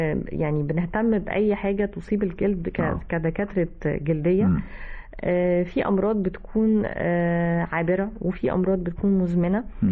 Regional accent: Egypt; احنا كمصريين بدأنا نستخدمه كلفظ ان احنا مش حابين بعض

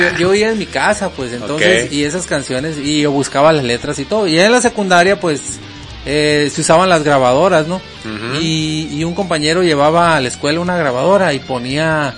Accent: Ciudad Obregón, Sonora, Mexico; de Ciudad Obregón, Sonora.

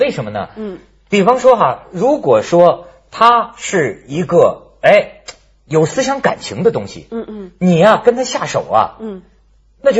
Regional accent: China; 折磨我们中国人

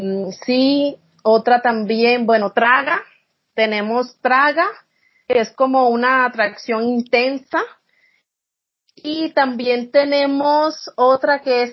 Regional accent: Colombia; Pero estar bueno es muy usado en la ciudad donde yo vengo. De donde yo vengo

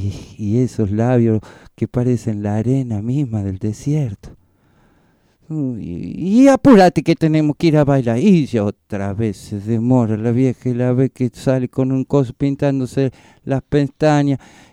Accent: Calchaquí Valleys, Argentina; yo tengo de nacionalidad, yo soy de allá del Valle Calchaquís.

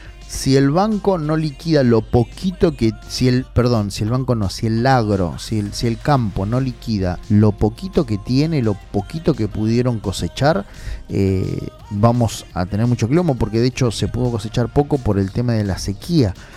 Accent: Quilmes, Buenos Aires Province, Argentina; Especialmente a los de Quilmes. A todos, a mi pueblo, ¿no?

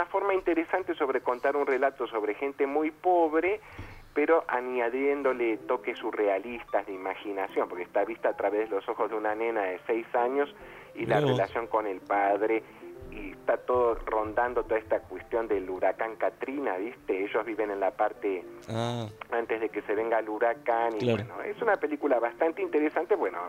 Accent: Argentina; Es una cuestión que a nosotros como argentinos nos interesa poco

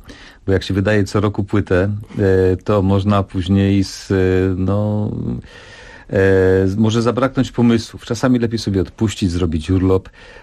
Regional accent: Subcarpathian Voivodeship, Poland; czyli z Podkarpacia, to jest mój rodzinny region

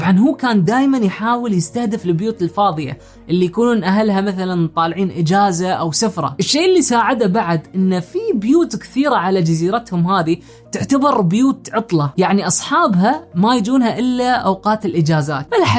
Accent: Oman; خلونا الحين نجرب نشتري، بما أني من عمان راح أحط عمان

